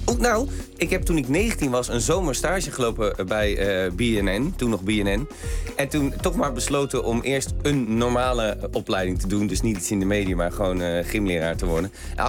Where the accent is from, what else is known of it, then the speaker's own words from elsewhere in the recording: Rotterdam, South Holland, Netherlands; born there; Ik ben voor Feyenoord, omdat ik in Rotterdam geboren ben.